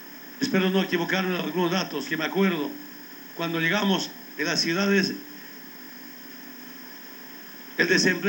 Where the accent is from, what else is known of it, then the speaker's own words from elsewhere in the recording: Bolivia; La otra responsabilidad que tenemos como bolivianos